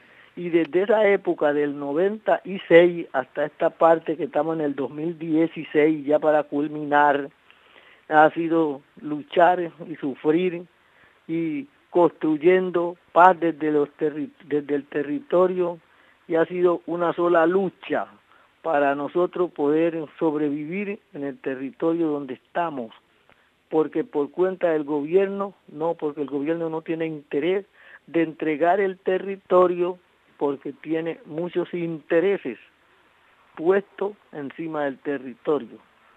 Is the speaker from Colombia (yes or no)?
yes; Carmen del Darién, Chocó, Colombia; vengo de la cuenca del Culbaradó, municipio Carmen del Darién, zona humanitaria Las Camelias